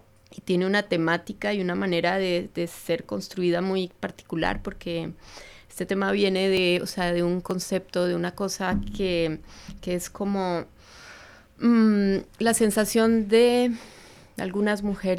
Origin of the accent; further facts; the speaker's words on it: Bogotá, Colombia; moved away as an adult; also born or lived in France; now in Barcelona, Spain; A ver, yo soy de Colombia, Bogotá.